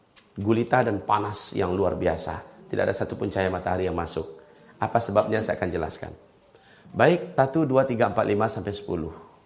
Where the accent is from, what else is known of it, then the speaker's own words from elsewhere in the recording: Padang, West Sumatra, Indonesia; Memang saya orang Padang.